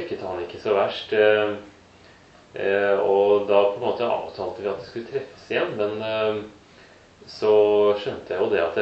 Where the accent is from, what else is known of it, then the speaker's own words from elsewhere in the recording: Framnes, Vestfold, Norway; Jeg har vokst opp på Framnes.